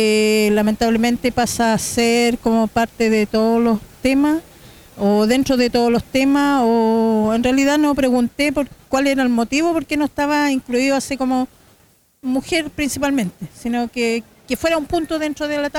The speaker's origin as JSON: {"language": "Spanish", "town": "Temuco", "region": "Araucanía", "country": "Chile", "said": "Vengo de Temuco y soy parte de la Casa Autogestionada de Mujeres de Gulumapu"}